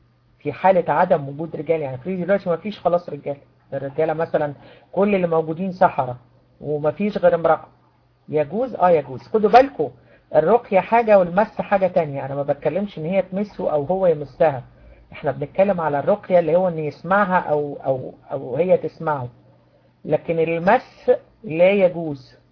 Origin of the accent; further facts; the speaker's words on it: Egypt; احنا عندنا في مصر بنقول نفس قصير، مش عارفة عندكم بيقولوها ايه